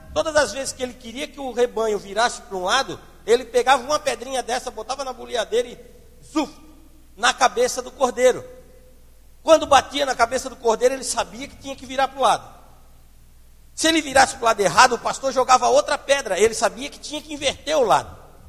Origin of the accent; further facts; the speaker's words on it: Palhoça, Santa Catarina, Brazil; Quando eu era guri, gente, lá em Palhoça, eu andava com uma bolsinha dessa